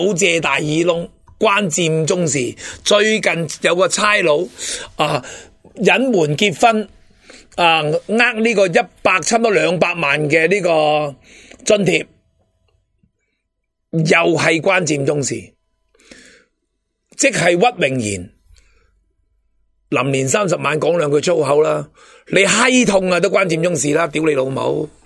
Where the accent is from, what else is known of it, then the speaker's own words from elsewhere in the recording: Hong Kong; 令到中国我哋香港人嘅戾气加重咯